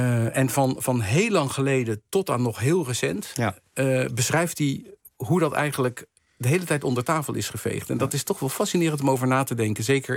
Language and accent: Dutch; Indonesia; dat ik ben als kind opgegroeid in Indonesië, dus daarom heb ik altijd veel belangstelling voor alles wat met Indonesië te maken heeft.